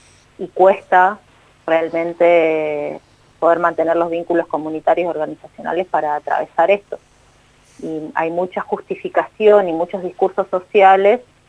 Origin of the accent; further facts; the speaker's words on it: Buenos Aires, Argentina; Yo soy de provincia de Buenos Aires, vivo hace 10 años acá, pero toda mi familia está en otro lugar.